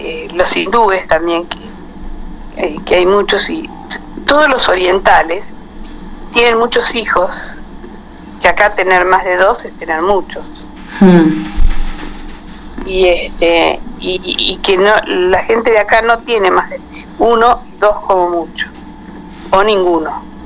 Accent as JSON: {"language": "Spanish", "country": "Argentina", "said": "Y yo soy argentina, ¿viste?"}